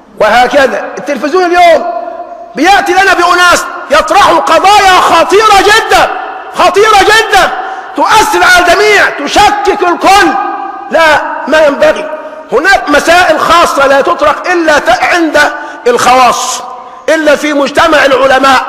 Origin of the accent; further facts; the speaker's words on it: Egypt; إذن في استطاعتنا كمصريين أن نرجع مرة ثانية ونستخدم المال العام